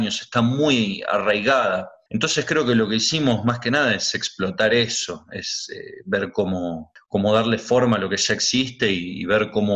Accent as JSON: {"language": "Spanish", "country": "Argentina", "lives_now": "Ecuador", "said": "que soy músico argentino y de tango"}